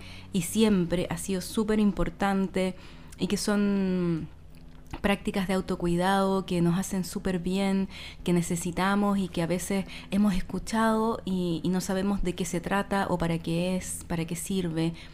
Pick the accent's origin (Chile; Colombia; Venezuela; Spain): Chile; Santiago, Santiago Metropolitan Region; now in Chiloé, Chile; Nosotras dos somos de Santiago y vivimos en Chiloé hace varios años ya